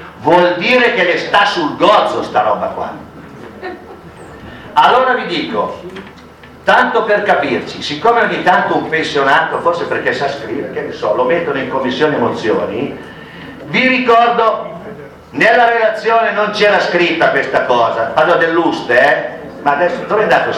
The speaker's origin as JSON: {"language": "Italian", "town": "Ferrara", "region": "Emilia-Romagna", "country": "Italy", "said": "ci sono i miei est di Ferrara, che io sono ferrarese"}